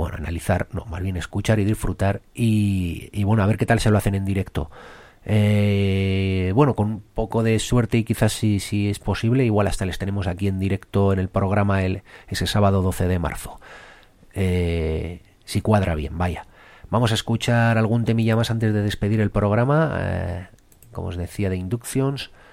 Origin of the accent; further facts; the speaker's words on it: Portugalete, Basque Country, Spain; yo espero poder verles en Portugalete, en mi pueblo